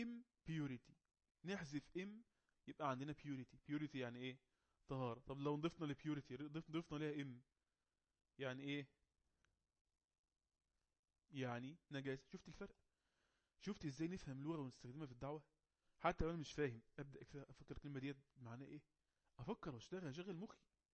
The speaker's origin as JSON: {"language": "Arabic", "country": "Egypt", "said": "القبلة عندنا في مصر جنوب شرق"}